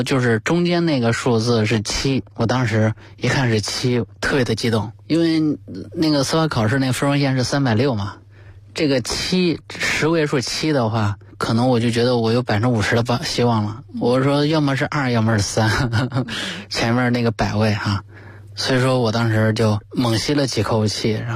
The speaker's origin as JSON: {"language": "Chinese", "region": "Henan", "country": "China", "tie": "born or raised there", "accent": "Henan dialect", "said": "对我们老家的方言就是真行的意思吧"}